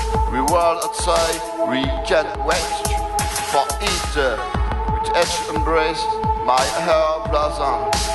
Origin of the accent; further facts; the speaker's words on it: France; English is a second language; And I'm sorry for my accent, because I'm French.